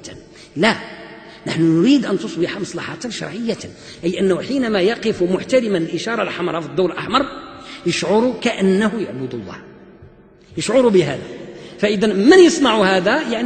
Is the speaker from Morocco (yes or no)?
yes; Morocco; وعندنا في المغرب هذه الأمثلة موجودة إلى الآن في بعض البلاد الجنوبية مثلا، أنا أعرف ذلك